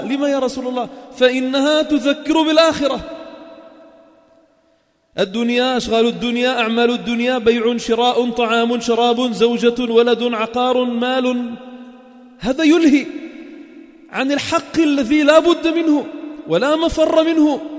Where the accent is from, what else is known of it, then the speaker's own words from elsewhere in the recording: Sidon, South Governorate, Lebanon; حدثوني فيها كبار السن عندنا بصيدا